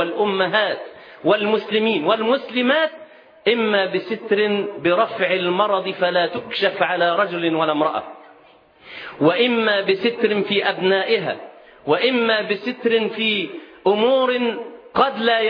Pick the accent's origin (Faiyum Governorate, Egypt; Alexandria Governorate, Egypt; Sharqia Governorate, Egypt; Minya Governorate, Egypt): Sharqia Governorate, Egypt; Nazlet Khayal; وقريتنا اسمها نزلة خيال في محافظة الشرقية، مركز أبو كبير.